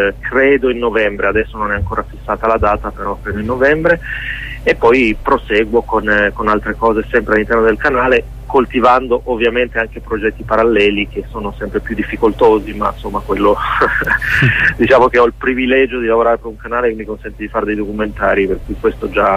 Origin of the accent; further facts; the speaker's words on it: Reggio Emilia, Emilia-Romagna, Italy; io poi sono originario di Reggio Emilia